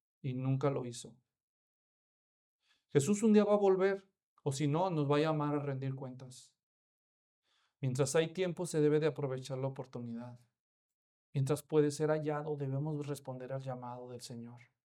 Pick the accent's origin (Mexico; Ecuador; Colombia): Mexico; Imagínate que vas a un cementerio allá en México, yo soy mexicano